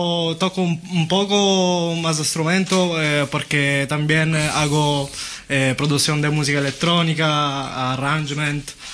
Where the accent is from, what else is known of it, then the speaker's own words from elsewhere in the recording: Syracuse, Sicily, Italy; Siracusa.